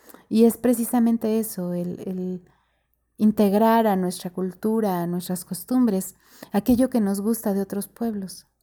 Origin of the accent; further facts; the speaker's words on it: Mexico City, Mexico; also born or lived in Yucatán; yo como mexicana, cuando conozco un español o como chilanga, que es de la Ciudad de México, que conozco a un yucateco, yo vivía en Yucatán un tiempo